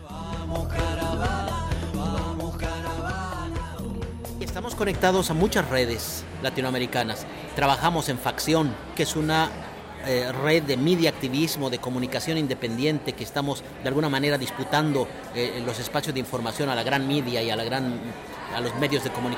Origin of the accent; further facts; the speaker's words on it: Bolivia; soy boliviano